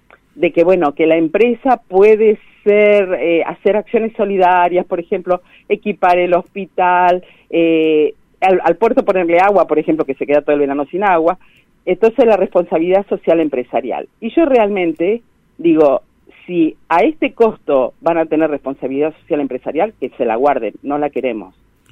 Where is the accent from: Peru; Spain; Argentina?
Argentina; Neuquén; now in Las Grutas, Argentina; Yo soy neuquina, soy nacida en Neuquén Capital, por adopción rionegrina grutense, digamos.